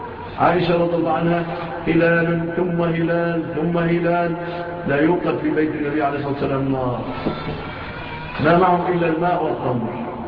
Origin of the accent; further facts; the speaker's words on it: Egypt; وعافى الله بلادنا مصر من هذه الهزات